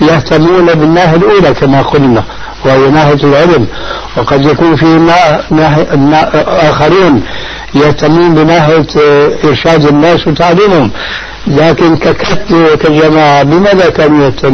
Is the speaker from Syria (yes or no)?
yes; Syria; كما يقولون عندنا في سوريا في لغة العامة